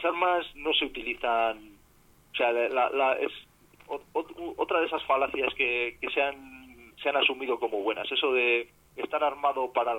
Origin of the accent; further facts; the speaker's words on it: Palencia, Castile and León, Spain; porque en sí yo soy de Palencia. En Palencia, una de las grandes empresas es la fábrica de armas.